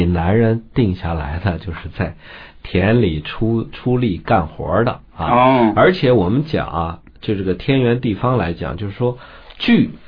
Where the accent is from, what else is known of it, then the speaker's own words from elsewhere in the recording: China; 我们中国人用的24节气是标准的太阳历，